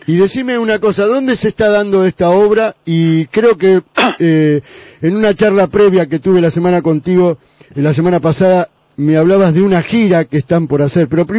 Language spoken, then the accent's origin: Spanish; Argentina; El egoísmo y el exitismo de nosotros, los compañeros argentinos